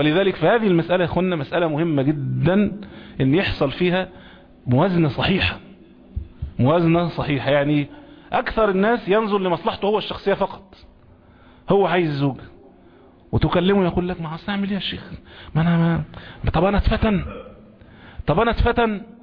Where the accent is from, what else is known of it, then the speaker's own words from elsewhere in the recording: Egypt; كل المصريين عارفينه طبعا، كان عندنا فيلم زمان كمصريين